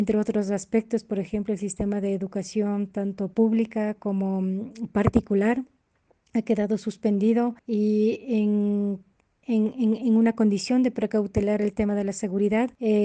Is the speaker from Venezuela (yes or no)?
no; Ecuador; Nosotros como ecuatorianos, como ecuatorianas también, que radicamos acá en nuestros territorios a lo largo y ancho de nuestro país